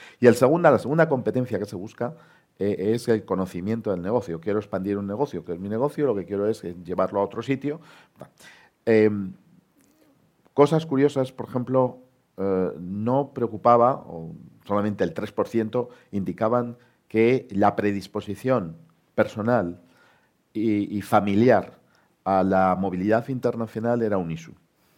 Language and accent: Spanish; Spain; pues un porcentaje altísimo, pues somos españoles que estamos en la sede corporativa de nuestra corporación